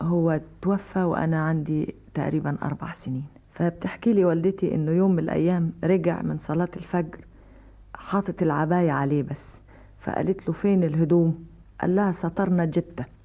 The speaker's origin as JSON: {"language": "Arabic", "country": "Egypt", "said": "فدي حاجة فينا في دمنا يعني كمصريين"}